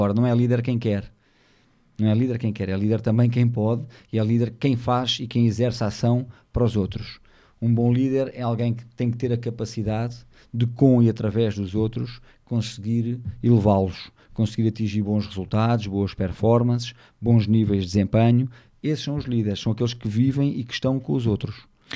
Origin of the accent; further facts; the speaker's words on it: Portugal; Eu, enquanto português